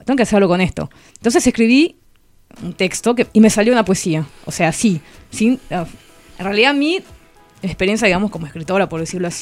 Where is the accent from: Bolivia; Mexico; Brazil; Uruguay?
Bolivia; Santa Cruz de la Sierra, Santa Cruz; now in Argentina; Yo soy nacida y criada en Santa Cruz de la Sierra Bolivia, que es una zona del Amazonas, muy muy parecida, o sea, en todo lo que es el clima y la fauna, y la flora, digamos, a Paraguay y la parte de Misiones, a toda la parte, digamos, guaraní.